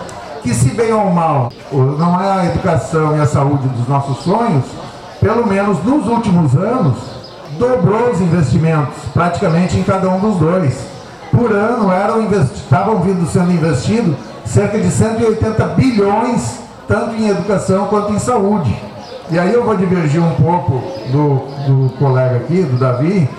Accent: Rio Grande do Sul, Brazil; Eu sou do Rio Grande do Sul

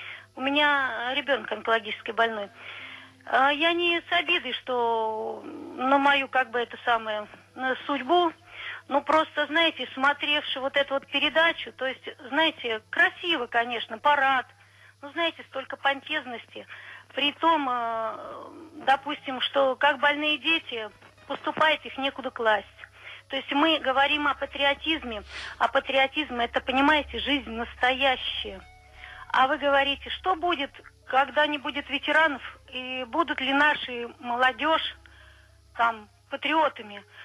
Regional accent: Sergiyev Posad, Moscow Oblast, Russia; Я из Сергиева Посада.

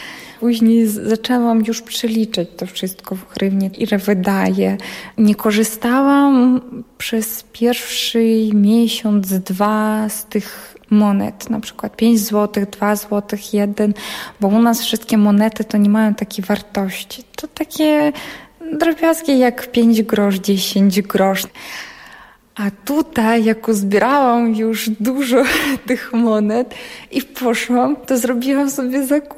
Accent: Ukraine; Polish is a second language; now in Poland; Ja mówię, okej, jestem z Ukrainy.

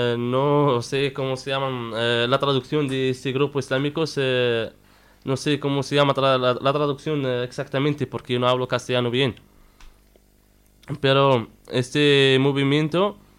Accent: Western Sahara; como saharaui, porque yo no soy marroquí, he vivido en territorios ocupados

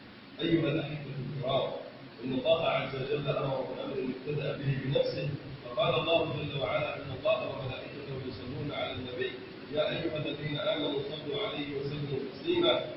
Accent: Egypt; اللهم من اراد بلدنا مصر بخير وفقه لكل خير

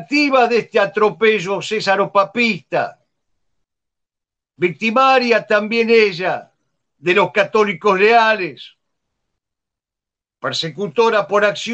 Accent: Argentina; born there; Nacimos en la Argentina, no queremos vivir en Stalingrado.

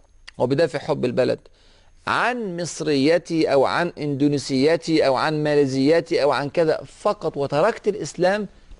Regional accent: Egypt; أنا مصري، فممكن أقدم المصري على السعودي أو على السوري أو على المغربي أو الباكستاني أو الأندونيسي

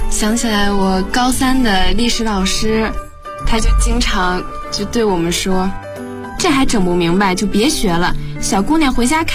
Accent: Beijing, China; 我是北京的

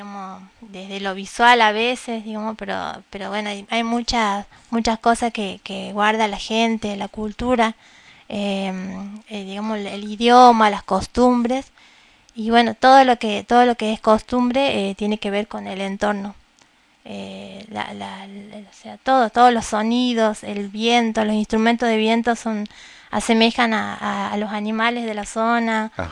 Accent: Jujuy, Argentina; yo soy jujeña

